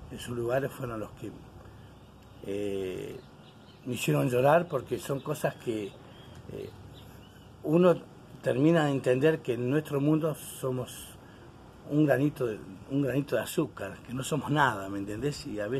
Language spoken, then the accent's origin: Spanish; Las Heras, Santa Cruz, Argentina; esto ya hace 9 años que no vuelvo a mi tierra natal. Yo soy nacido en la provincia de Las Heras, en la provincia de Santa Cruz, en la localidad de Las Heras, colonia de Las Heras, provincia de Santa Cruz